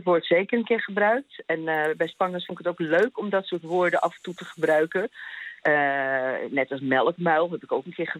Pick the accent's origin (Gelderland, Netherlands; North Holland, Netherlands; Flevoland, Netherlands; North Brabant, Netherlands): North Holland, Netherlands; Amsterdam; Ik ben geboren getogen in Amsterdam.